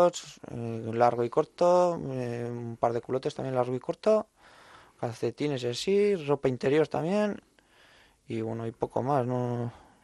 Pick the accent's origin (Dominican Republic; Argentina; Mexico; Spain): Spain; Navarre; Euskal Herria en mi caso, que yo soy navarro, pues que me considero vasco también.